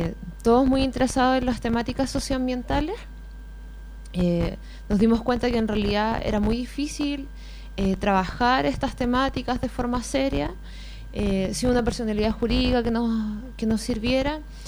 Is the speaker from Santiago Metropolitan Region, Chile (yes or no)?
yes; Puente Alto, Santiago Metropolitan Region, Chile; yo soy efectivamente de Puente Alto, nacida y crecida acá. Estudié en el Liceo de las Mercedes, ya, acá muy cerquita en el centro de Puente Alto.